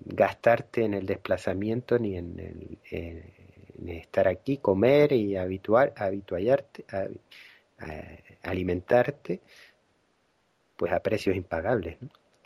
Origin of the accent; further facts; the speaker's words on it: Canary Islands, Spain; born there; yo soy de Gran Canaria de nacimiento, que es una isla que está superpoblada ahora mismo.